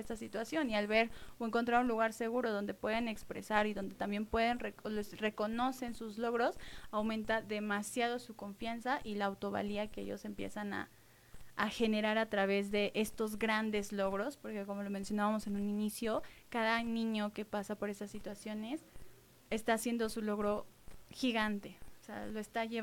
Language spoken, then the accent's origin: Spanish; Mexico City, Mexico; yo soy de Ciudad de México